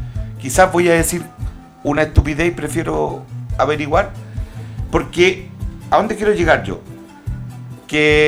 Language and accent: Spanish; Jujuy, Argentina; desde Jujuy, soy de La Puna. En realidad soy de La Puna